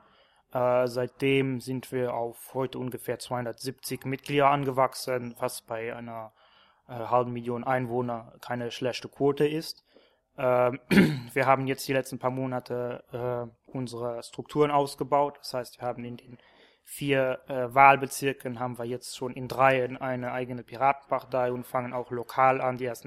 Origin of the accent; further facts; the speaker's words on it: Luxembourg; ich bin aus Luxemburg